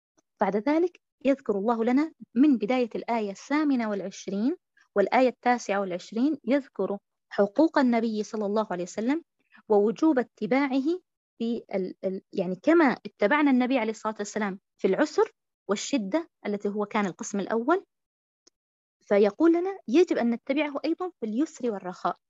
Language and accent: Arabic; Syria; مثلا أنا أقول يعني عن بلدي الشام مثلا